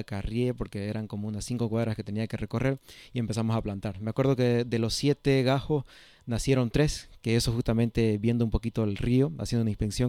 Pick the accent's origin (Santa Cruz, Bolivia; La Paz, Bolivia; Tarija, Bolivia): Santa Cruz, Bolivia; Camiri; Volví a mi tierra, soy camireño, el año 2021